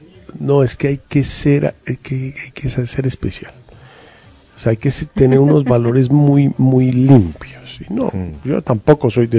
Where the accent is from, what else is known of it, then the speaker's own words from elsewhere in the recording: Bogotá, Colombia; que somos sus bogotanos